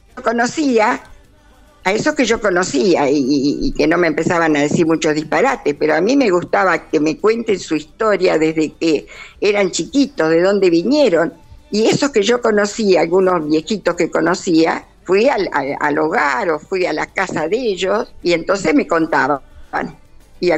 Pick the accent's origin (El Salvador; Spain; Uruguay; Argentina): Argentina; Coronel Suárez, Buenos Aires Province; cuando cumplí 80 años, ahí presenté mi primer libro, en Coronel Suárez, que era mi tierra natal.